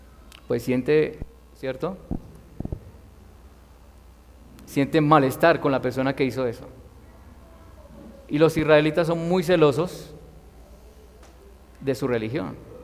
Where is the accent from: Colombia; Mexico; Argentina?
Colombia; nosotros también como ciudadanos colombianos queremos que haya paz en nuestro país